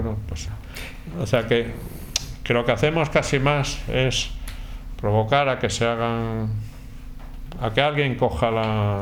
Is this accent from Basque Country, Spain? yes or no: no; Plasencia, Extremadura, Spain; now in Madrid, Spain; Sí, yo soy de Plasencia.